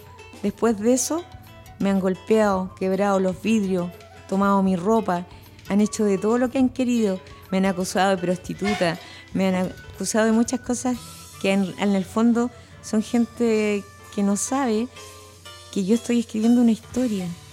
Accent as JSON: {"language": "Spanish", "region": "Santiago Metropolitan", "country": "Chile", "tie": "born or raised there", "said": "Vengo de la población Clarestrella, ahí me crié, la segunda autoconstrucción en Chile. Soy orgullosa de ser pobladora."}